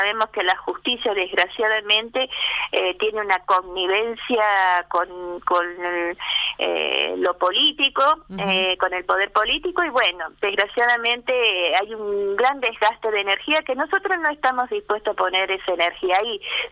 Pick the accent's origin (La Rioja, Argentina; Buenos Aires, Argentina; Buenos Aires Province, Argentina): La Rioja, Argentina; en tantas cosas que nosotros estamos necesitando como riojanos en este momento